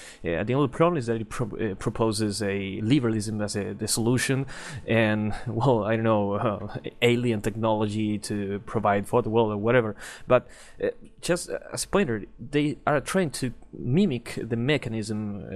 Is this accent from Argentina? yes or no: yes; Argentina; English is a second language; So let's say, for example, I'm here from Argentina, but our actual national meetings have 20 people or so.